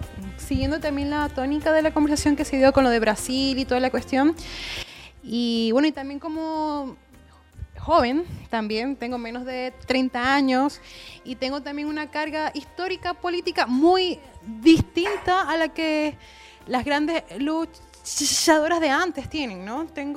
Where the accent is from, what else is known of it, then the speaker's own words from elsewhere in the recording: Venezuela; yo vengo de una de Venezuela de Chávez, ¿no? Yo crecí con Chávez, el único presidente que yo recuerdo